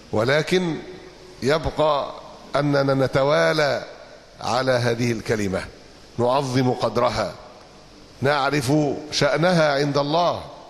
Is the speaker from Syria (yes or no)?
no; Egypt; بلادنا تعاني، أمتنا تعاني، لا أقصد بلادنا مصر فقط،